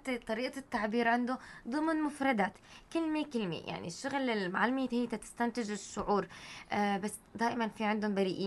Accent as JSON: {"language": "Arabic", "town": "Tartus", "region": "Tartus Governorate", "country": "Syria", "said": "موجود في عندنا بطرطوس حديقة حيوان؟ بدنا نلجأ انه في ضيعة"}